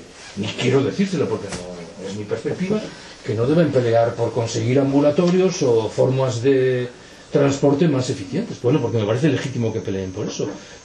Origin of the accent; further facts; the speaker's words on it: Galicia, Spain; Yo soy gallego, siempre he escuchado en Galicia un lamento